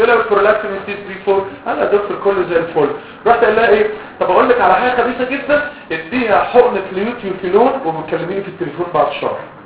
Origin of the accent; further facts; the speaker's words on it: Egypt; قلت له انا مصري يعني فهلاوي